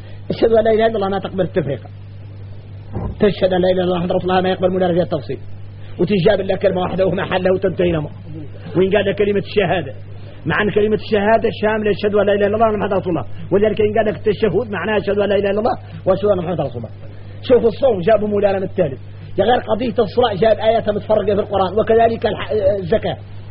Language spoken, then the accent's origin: Arabic; Mauritania; وراه الشايع عندنا احنا موريتاني يقولوا